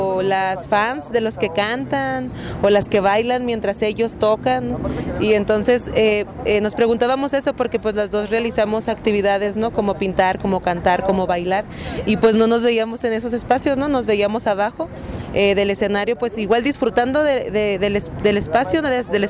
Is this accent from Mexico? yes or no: yes; Ciudad Juárez, Chihuahua, Mexico; Uy, pues qué puedo decir, si vengo de Ciudad Juárez, ¿no?